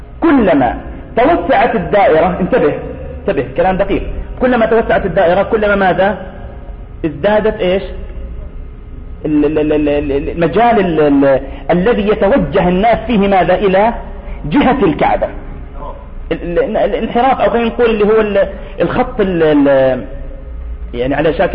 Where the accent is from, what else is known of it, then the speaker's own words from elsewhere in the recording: Nablus, West Bank, Palestine; وخصوصا إنه معروف عندنا في نابلس في عندنا مشكلة في القبلة